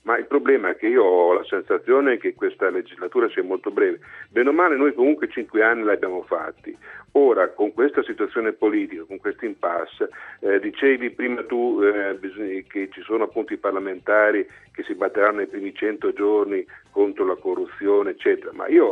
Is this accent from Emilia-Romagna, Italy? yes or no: yes; Emilia-Romagna, Italy; Sono romagnolo